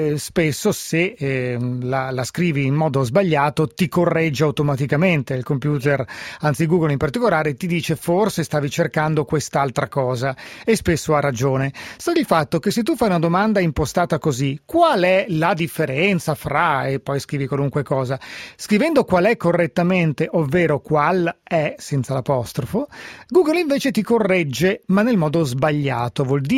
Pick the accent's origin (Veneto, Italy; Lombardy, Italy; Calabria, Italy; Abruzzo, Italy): Lombardy, Italy; visto che è un errore nel quale da lombardo casco spesso